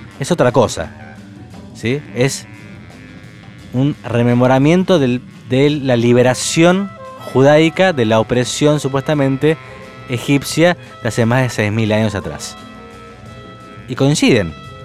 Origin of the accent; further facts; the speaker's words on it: Argentina; porque somos todos argentinos.